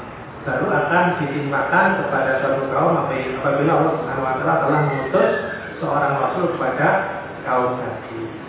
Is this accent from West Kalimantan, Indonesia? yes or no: no; Magetan, East Java, Indonesia; bahkan sudah sampai ke daerah saya di Magetan sana juga ya